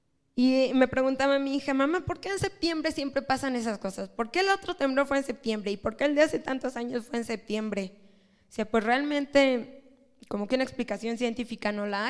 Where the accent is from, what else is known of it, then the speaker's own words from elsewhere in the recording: Mexico; Hermano, creo que todos somos mexicanos.